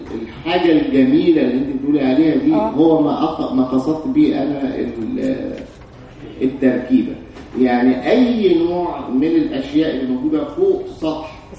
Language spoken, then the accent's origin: Arabic; Egypt; لكن بالنسبه لنا كمصريين